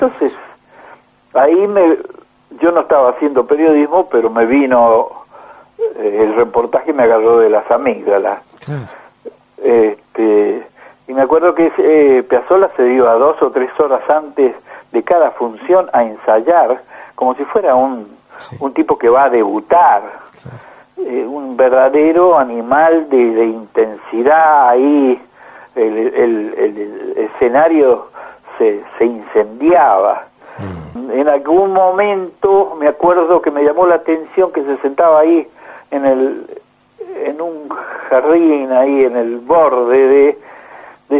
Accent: Argentina; como cualquier argentino que escuche tango

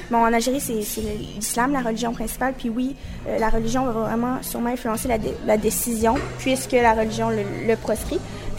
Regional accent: Quebec, Canada; je suis née au Québec, donc je suis vraiment influencée. J'ai vécu toute ma vie ici

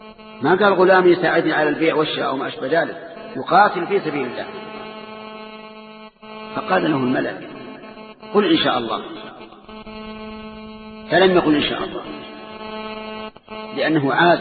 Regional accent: Saudi Arabia; نجد أن بلادنا السعودية مغزوة من كل جانب

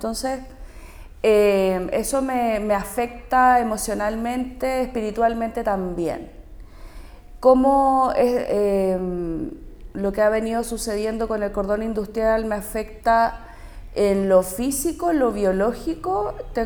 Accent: Santiago, Santiago Metropolitan, Chile; born there; now in Quintero, Chile; nací en Santiago. Mi familia se vino a vivir a Quintero en los 80, así es que yo vivo acá hace 40 años, creo, 42 por ahí.

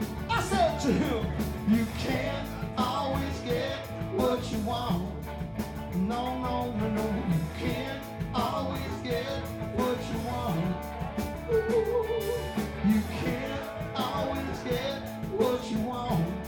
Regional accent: Stratford, Connecticut, United States; I grew up in Stratford. I grew up on Cut Spring Road, corner of Cut Spring and Thornburg.

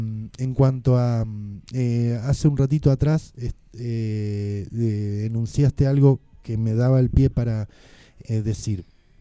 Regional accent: Argentina; tenemos una forma de hacer arte en Argentina que es parte de nuestra esencia como argentinos.

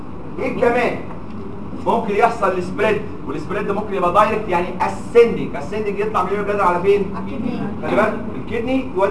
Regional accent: Egypt; اللي بنسميه عندنا في مصر كستبانة

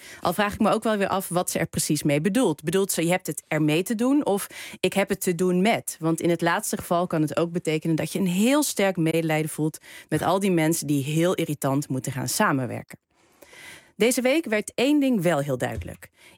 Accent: North Brabant, Netherlands; Ja, en dan kom ik oorspronkelijk uit Brabant...

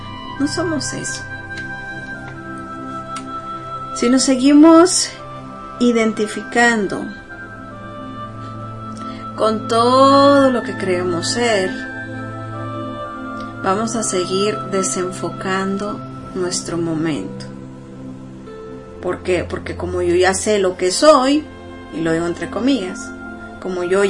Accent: Mexico; hoy en día yo soy de origen mexicano, ¿no?

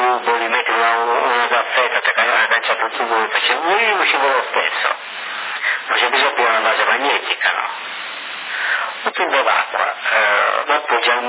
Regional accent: Colombia; anche io sono colombiano qua.

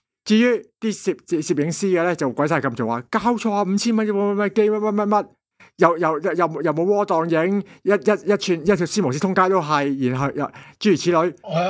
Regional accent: Hong Kong; 咁咧就依家系比我香港人讲系比较冷门嘅牌子

